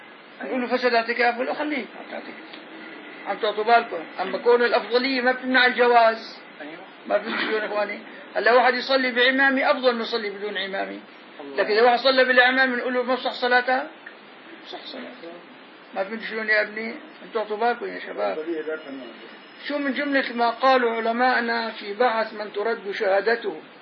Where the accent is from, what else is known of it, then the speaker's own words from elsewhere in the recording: Damascus Governorate, Syria; ولا أنا شامي هي غاز أنا شامي